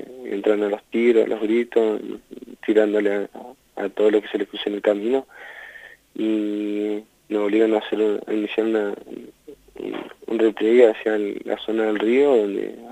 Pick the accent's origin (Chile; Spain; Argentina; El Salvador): Argentina; Cushamen, Chubut; saludo a toda mi gente mapuche y me presentaba, bueno … vengo de la Pulofa de este departamento de Cusamen, ahí de Cusamen